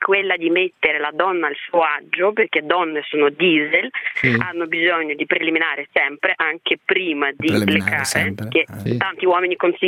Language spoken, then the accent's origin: Italian; Russia; Russa. Russa di così non esiste.